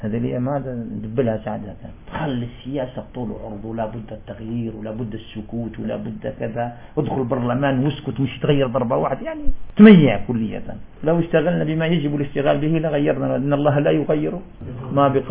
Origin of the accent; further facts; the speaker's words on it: Algeria; والله نجد مثل هذا عندنا في الجزائر